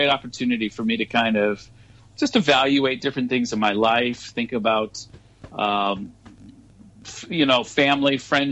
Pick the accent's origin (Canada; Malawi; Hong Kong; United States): Hong Kong; I'm American, but I'm actually from Hong Kong.